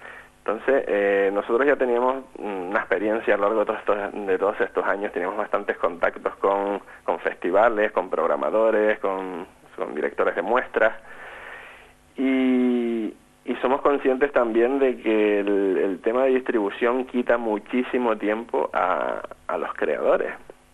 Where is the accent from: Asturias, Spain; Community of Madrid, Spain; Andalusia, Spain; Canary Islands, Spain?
Canary Islands, Spain; now in Gran Canaria, Spain; yo vivo en Gran Canaria, los cuatro somos de Tenerife.